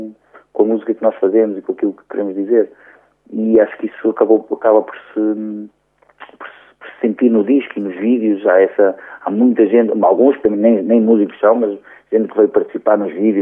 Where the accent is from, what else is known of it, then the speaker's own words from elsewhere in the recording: Aveiro, Portugal; now in Porto, Portugal; mas eu sou originário de Aveiro, embora moro desde 99 no Porto.